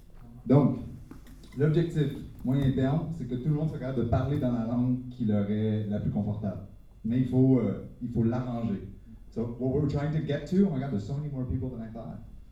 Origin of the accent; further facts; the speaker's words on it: Montreal, Quebec, Canada; Je viens de Montréal, donc si mon accent est difficile, je m'excuse.